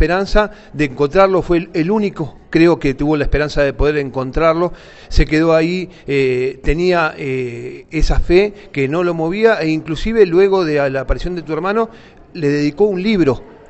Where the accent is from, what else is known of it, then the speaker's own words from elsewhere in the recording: Buenos Aires, Argentina; moved away; Yo soy de Buenos Aires, hace poco que estoy acá, hace unos 7, 8 años